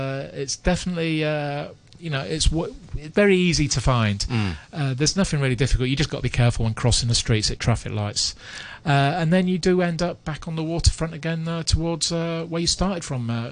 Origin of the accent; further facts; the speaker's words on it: Sai Kung, Hong Kong; As I'm from Sai Kung, I'm not very familiar with Hong Kong Island